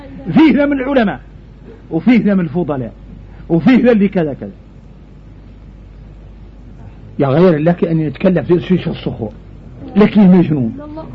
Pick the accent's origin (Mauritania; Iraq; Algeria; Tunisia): Mauritania; اللي عندنا احنا موريتاني